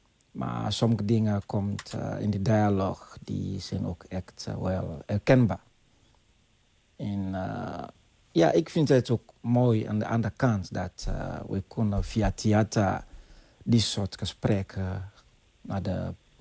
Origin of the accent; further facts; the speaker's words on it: Sierra Leone; Dutch is a second language; moved away as an adult; now in Netherlands; Ja, ik kom uit Sierra Leone.